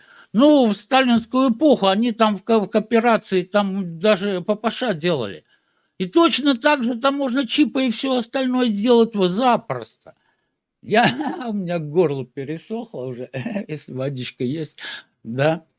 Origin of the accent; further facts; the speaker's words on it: Nizhny Novgorod Oblast, Russia; я вот из Нижегородской области, там 5 поселений